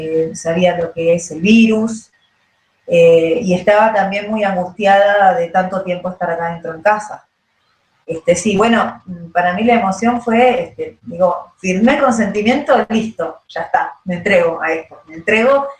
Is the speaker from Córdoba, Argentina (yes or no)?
no; Berazategui, Buenos Aires Province, Argentina; tengo 41 años, soy de Berazategui